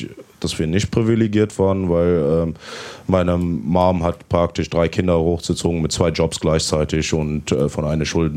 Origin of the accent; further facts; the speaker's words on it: South Africa; Ich bin halt in Südafrika aufgewachsen und da hat man halt nicht so wie in Namibia so eine deutsche Gemeinschaft. Mhm. Also bei uns in Südafrika ist halt, also in meiner Gegend ist eigentlich hauptsächlich die Engländer und die Buren.